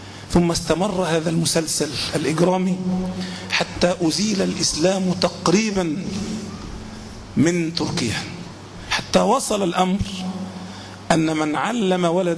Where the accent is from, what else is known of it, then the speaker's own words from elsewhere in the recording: Egypt; مع أن عادة أغلب الناس حتى عندنا في مصر ما بيلبس طائية